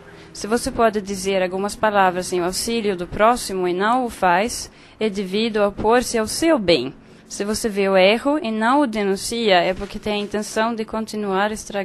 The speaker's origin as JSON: {"language": "Portuguese", "country": "Sweden", "said": "Ah, estava pensando sobre essa questão lá do meu país, a Suécia"}